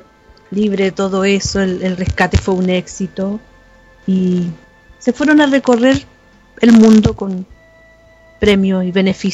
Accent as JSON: {"language": "Spanish", "country": "Chile", "said": "acá en mi país, en el norte, en Copiapó, quedaron bajo tierra 33 mineros"}